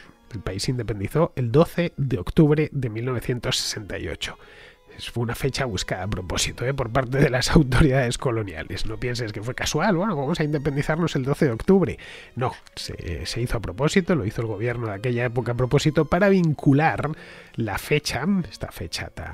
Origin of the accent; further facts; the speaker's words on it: Spain; Yo soy español